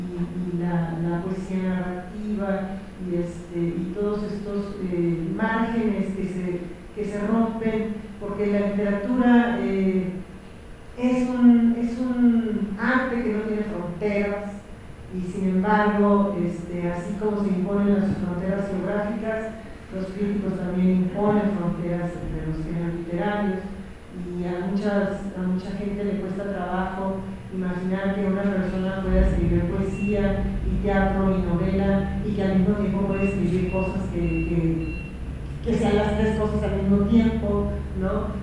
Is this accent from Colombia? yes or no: no; Tijuana, Baja California, Mexico; cuando yo viví en Ciudad Natal, que fue mi Ciudad Natal mexicana. De Mexicali como de Tijuana, que fue donde pasé la mayor parte de mi infancia y mi adolescencia